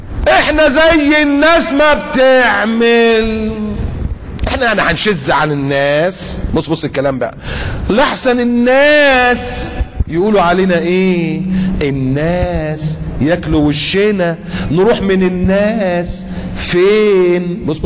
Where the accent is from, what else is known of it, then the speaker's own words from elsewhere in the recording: Egypt; الزلزال اللي كان حصل عندنا في مصر في التسعينات